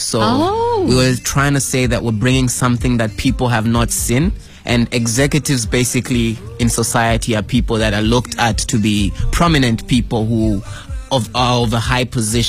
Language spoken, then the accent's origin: English; Zambia; We're from Zambia, so we're trying to sell out the Zambian brand to the people.